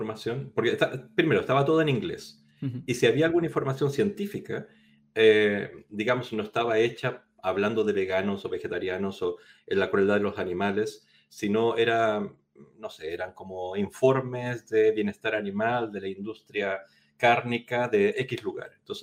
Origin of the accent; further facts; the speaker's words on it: Chile; moved away as an adult; now in Spain; hace 20 años más o menos había venido a estudiar a España, pues yo soy chileno